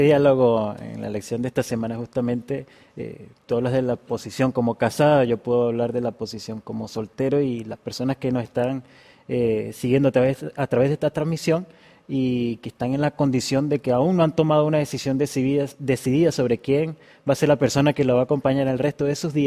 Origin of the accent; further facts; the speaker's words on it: Venezuela; moved away; yo me vine de Venezuela hace algún tiempo, soy soltero